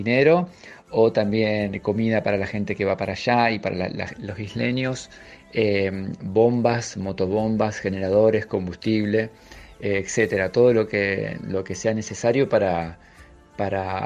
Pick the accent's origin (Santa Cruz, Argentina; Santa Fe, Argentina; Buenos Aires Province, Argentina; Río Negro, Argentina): Santa Fe, Argentina; Rosario; Y bueno, y nos atraviesa a todos como rosarinos que padecemos los estragos ambientales y la destrucción de nuestra fauna.